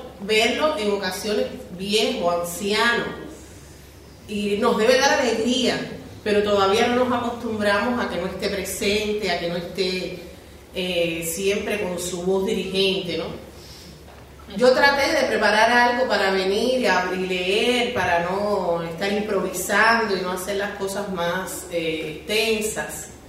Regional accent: Cuba; no les puedo decir que como cubana no quisiéramos estar en Cuba celebrando todos los homenajes

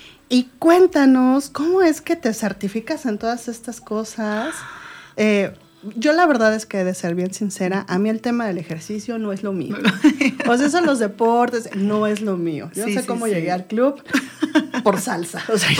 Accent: Ameca, Jalisco, Mexico; Aquí en Ameca, que ya te decía yo soy de aquí, aunque me fui muchos años.

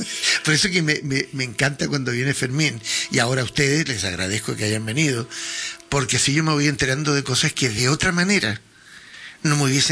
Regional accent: United States; Yo también soy americano.

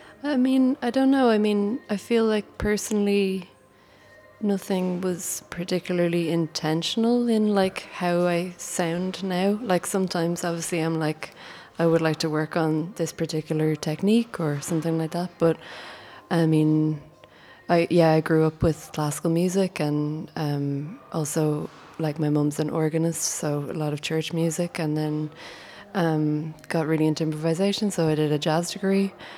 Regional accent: Ireland; my background, like, I'm from Ireland, and I come from a classical music background

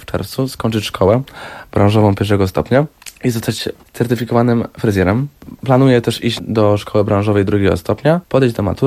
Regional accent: Poznań, Greater Poland Voivodeship, Poland; Tak, ku lepszemu, no bo ja pochodzę z Poznania, także inna część Polski.

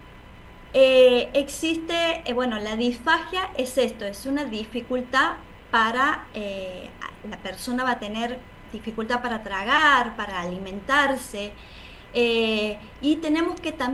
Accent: Santiago del Estero, Argentina; accent: tonada; no sé si por mi tonada podrán sacar de dónde soy. Soy de Santiago del Estero

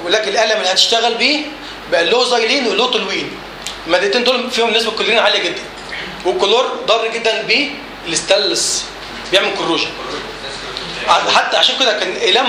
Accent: Egypt; احنا عندنا في مصر عايزين ننجز

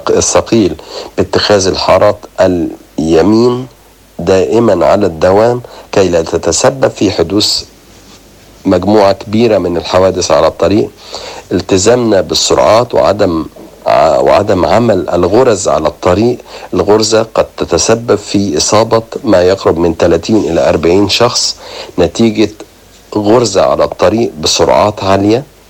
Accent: Egypt; إصابات عديدة تصل من 60 إلى 70 إلى 80 ألف مصاب سنويا عندنا في مصر

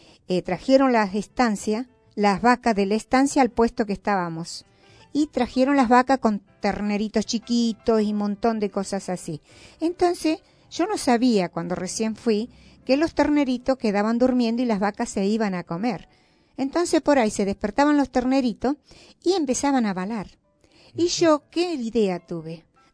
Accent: Sauce de Luna, Entre Ríos, Argentina; Soy entrerriana, señores. Vengo de los pagos de Sauceluna, provincia de Entre Ríos.

